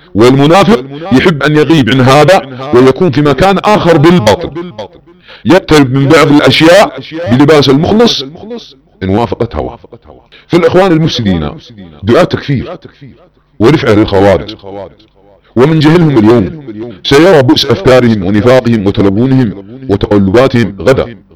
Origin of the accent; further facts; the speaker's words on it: Saudi Arabia; أبناء وطني في المملكة العربية السعودية وتدور على بلادنا السعودية